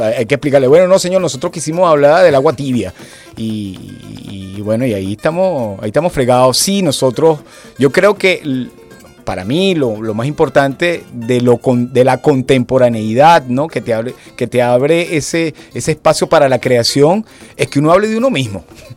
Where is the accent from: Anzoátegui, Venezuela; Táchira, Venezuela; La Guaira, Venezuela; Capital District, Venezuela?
Capital District, Venezuela; Caracas; como lo entendemos en la ciudad de Caracas, porque nosotros somos caraqueños y nos interesa lo cotidiano, lo urbano